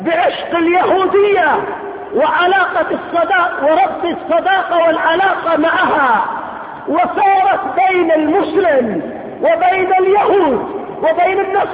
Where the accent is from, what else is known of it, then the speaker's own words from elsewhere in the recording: Yemen; كذلك أيضا مما حصل عندنا في اليمن